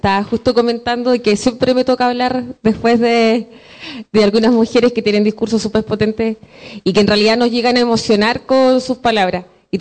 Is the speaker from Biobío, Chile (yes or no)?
no; Temuco, Araucanía, Chile; yo vengo de Temuco